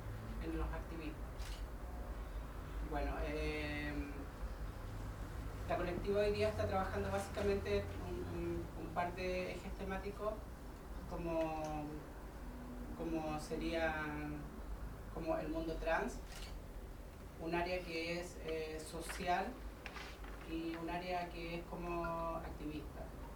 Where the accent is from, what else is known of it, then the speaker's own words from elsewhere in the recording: Temuco, Araucanía, Chile; a la colectiva trans feminista Temuco. Somos de Temuco.